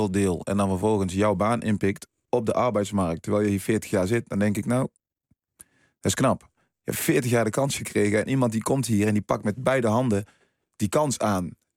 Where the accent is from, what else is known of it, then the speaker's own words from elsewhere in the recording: Suriname; now in Netherlands; Ik kom uit Suriname, ook een heel mooi land overigens. Waar toen heel veel problemen waren. Ik ben naar Nederland gekomen.